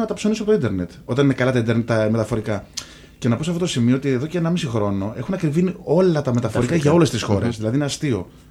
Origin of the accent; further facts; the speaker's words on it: Athens, Attica, Greece; also born or lived in Lefkada; Όχι, μεγάλωσα στην Αθήνα. Είμαι από Λευκάδα, αλλά μεγάλωσα στην Αθήνα.